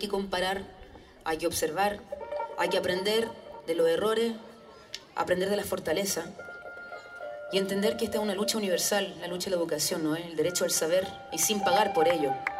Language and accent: Spanish; Chile; no soy muy nacionalista, pero somos chilenos todos los que estamos arriba del escenario.